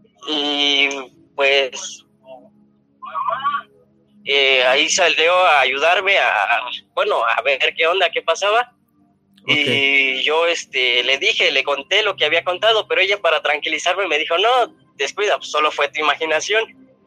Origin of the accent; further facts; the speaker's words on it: Ecatepec, State of Mexico, Mexico; soy de Catepec